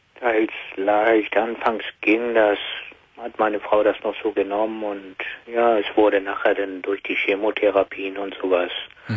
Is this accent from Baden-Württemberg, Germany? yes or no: no; Hamburg, Germany; ich komme aus Hamburg